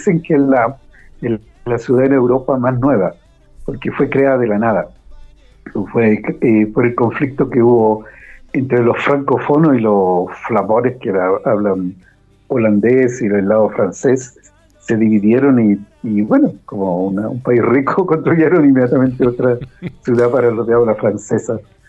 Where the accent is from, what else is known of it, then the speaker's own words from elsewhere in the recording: Santiago, Santiago Metropolitan Region, Chile; born there; also born or lived in Concepción; Bueno, yo nací en Santiago de Chile. Y yo soy una persona citadina, me gustan las ciudades.